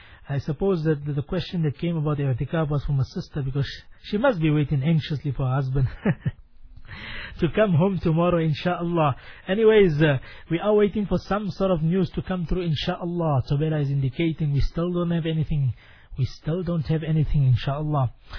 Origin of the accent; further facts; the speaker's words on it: South Africa; Allah subhanahu wa ta'ala take us from strength to strength as a South African Ummah.